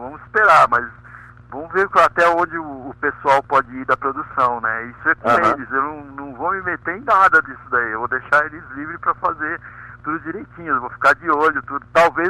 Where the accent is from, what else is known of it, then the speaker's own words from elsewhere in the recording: São Paulo, Brazil; now in Curitiba, Brazil; Eu sou de São Paulo, tô morando